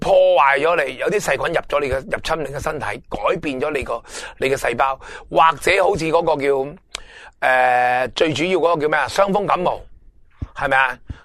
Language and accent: Cantonese; Hong Kong; 但系对我哋香港人或者人类好多嘅疾病